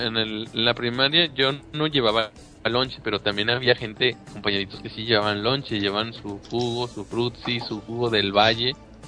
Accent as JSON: {"language": "Spanish", "town": "Monterrey", "region": "Nuevo León", "country": "Mexico", "said": "Sí, pues soy de Monterrey."}